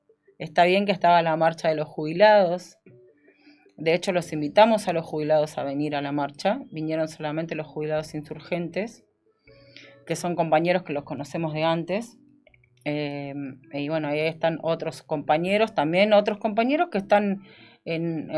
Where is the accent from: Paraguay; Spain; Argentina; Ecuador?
Argentina; Bahía Blanca, Buenos Aires Province; ahí en mi barrio, donde me crié, en Bahía Blanca, en el barrio kilómetro 5.